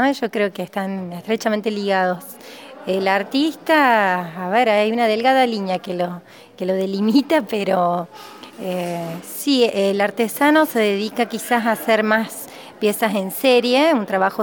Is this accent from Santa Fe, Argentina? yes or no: no; Cosquín, Córdoba, Argentina; soy de Cosquín y actualmente vivo en Cosquín también.